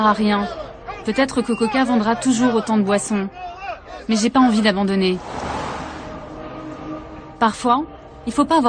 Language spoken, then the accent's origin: French; France; Je viens de France pour être avec vous aujourd'hui.